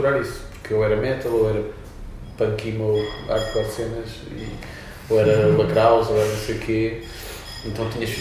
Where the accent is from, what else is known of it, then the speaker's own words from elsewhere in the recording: Lisbon, Portugal; now in Oeiras, Portugal; Não, originalmente eu sou da linha de Cascais, sou de Campo de Deus, mas estou a viver entre Oeiras e onde termina Oeiras e começa a linha de Sintra